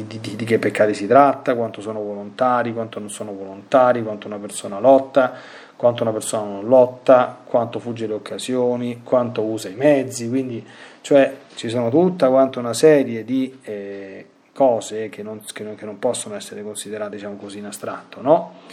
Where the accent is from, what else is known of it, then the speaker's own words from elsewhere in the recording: Latina, Lazio, Italy; Io qui sono nella diocesi di Latina, io sono di Latina